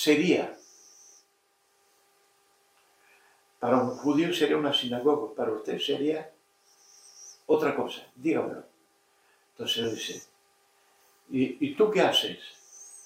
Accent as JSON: {"language": "Spanish", "region": "Canary Islands", "country": "Spain", "said": "Y yo soy hijo predilecto de las Canarias."}